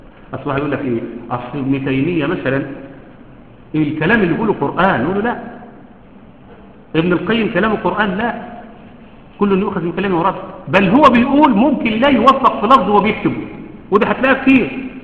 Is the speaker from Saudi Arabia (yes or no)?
no; Egypt; حتى احنا عندنا كمصريين